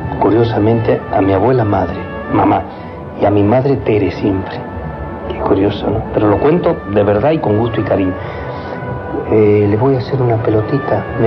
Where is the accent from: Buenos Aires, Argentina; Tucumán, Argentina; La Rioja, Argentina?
Tucumán, Argentina; San Miguel de Tucumán; Nací en San Miguel de Tucumán un 23 de agosto del año 1941. Y le cuento qué no conocí de Tucumán yo, o qué no conocí en mi niñez.